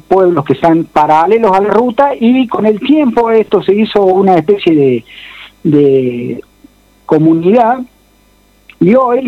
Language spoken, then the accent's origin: Spanish; Capilla del Monte, Córdoba, Argentina; En el caso mío, que soy de acá de Capilla del Monte, las cercanías